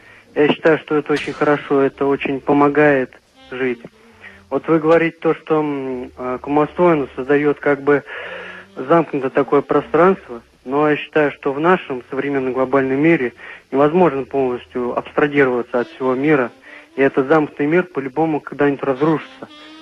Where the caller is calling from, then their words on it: Cheboksary, Chuvashia, Russia; Я сам звоню из Чувашии